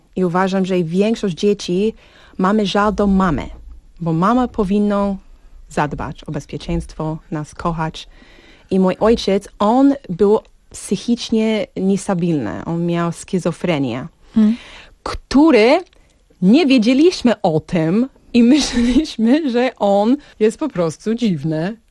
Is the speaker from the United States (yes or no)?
yes; Arizona, United States; Polish is a second language; also born or lived in Texas; W Teksasie się urodziłam. Mm-hmm. 12 lata mieszkałam i przyprowadziliśmy do Arizony. I drugie połowy mojej dzieciństwa tam spędzałam.